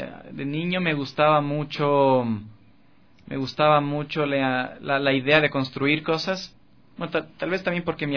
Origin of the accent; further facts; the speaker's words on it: Quito, Pichincha, Ecuador; also born or lived in United States; nací en Quito. Después, con toda mi familia emigramos a Estados Unidos, vivimos ahí 3 años. Mi primera etapa de escolarización fue allá, en Estados Unidos. Yo sabía español, pero aprendí a escribir y a leer primero en inglés.